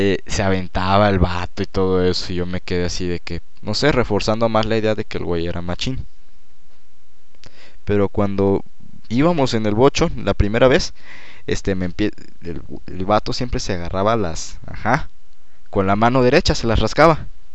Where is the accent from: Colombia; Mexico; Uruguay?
Mexico; Tampico, Tamaulipas; now in Monterrey, Mexico; Lo mío empezó porque yo llegué a Monterrey de Tampico. De Tampico y ahí estuve viviendo 2 meses en Monterrey con mi mamá.